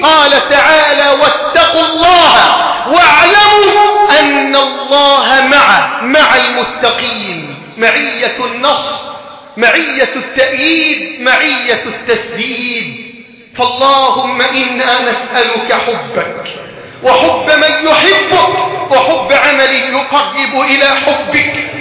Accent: Egypt; بلدنا مصر

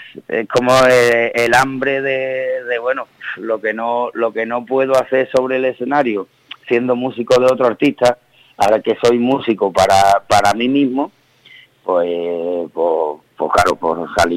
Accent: Seville, Andalusia, Spain; claro, por nuestra procedencia, somos de Sevilla, entonces hemos tocado con mucha gente que, bueno, que no tiene nada que ver con el rock.

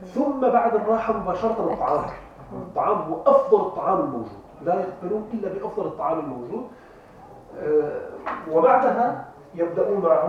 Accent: Damascus, Damascus Governorate, Syria; أو حتى عندنا نحن عندنا في دمشق لا نجعل مثلا الضيف يعني العادة القديمة العربية

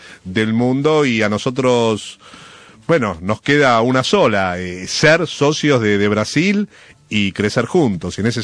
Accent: Argentina; nosotros también como argentinos tenemos que hacer un aprendizaje, es de construir nuestra autoestima como país

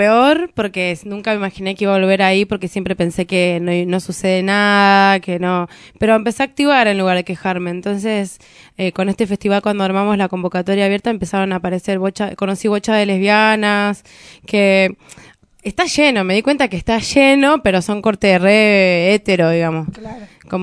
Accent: Trelew, Chubut, Argentina; soy de Trelew, vivo en Trelew, vengo acá de vez en cuando

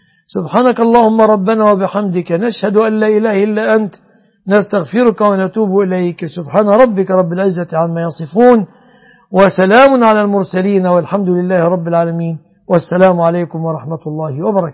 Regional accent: Egypt; اللهم يا ربنا احفظ بلادنا مصر وسائر بلاد المسلمين آمنة مطمئنة

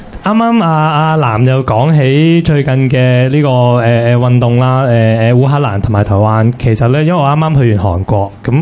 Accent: Hong Kong; 有好多人咧系又嚟香港撑我哋香港人嘅

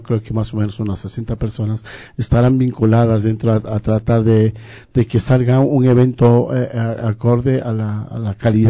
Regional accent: Loja, Ecuador; moved away; en el caso mío, yo vengo desde Loja, con sueños, con aspiraciones de vidas mejores, de encontrar un futuro mejor

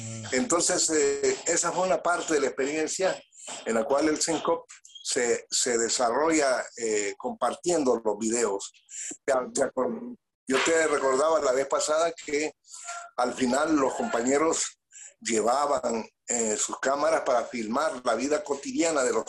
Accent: Choluteca, Honduras; born there; porque hay en Choluteca hace un calor tremendo, la gente se sintió muy bien en ese clima de mi ciudad natal.

